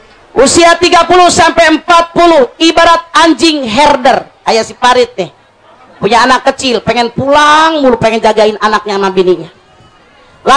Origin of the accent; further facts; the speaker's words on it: Majalengka, West Java, Indonesia; mudah-mudahan bisa kita orang Majalengka sehat wal afiat